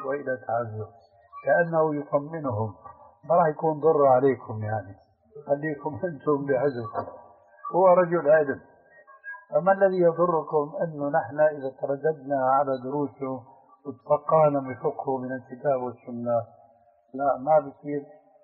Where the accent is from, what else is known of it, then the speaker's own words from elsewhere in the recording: Syria; كما يقولون عندنا في سوريا